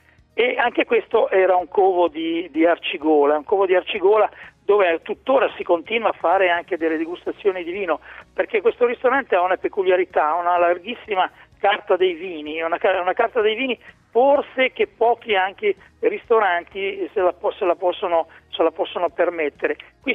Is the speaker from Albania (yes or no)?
no; Emilia-Romagna, Italy; Sono romagnolo, ma purtroppo non sono un grande ballerino di liscio.